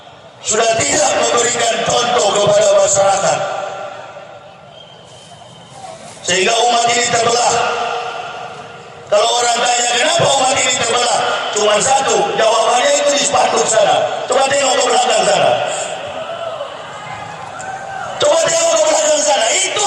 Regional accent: Manado, North Sulawesi, Indonesia; saya berasal dari suku Manado, Pak, Sulawesi Utara.

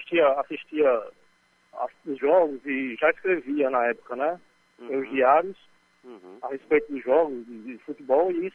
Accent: Currais Novos, Rio Grande do Norte, Brazil; now in Natal, Brazil; eu não sou nascido em Natal, né? Eu moro há bastante tempo aqui, mas eu sou nascido, na verdade, no interior, aqui do Rio Grande do Norte, na cidade de Currais Novos, né? Região Seridó.

